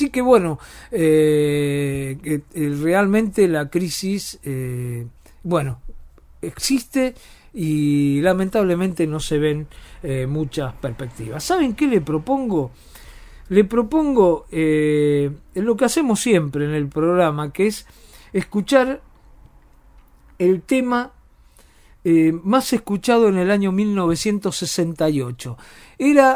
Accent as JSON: {"language": "Spanish", "region": "Buenos Aires", "country": "Argentina", "said": "Yo soy de Boedo, todos los días trabajo en Almagro"}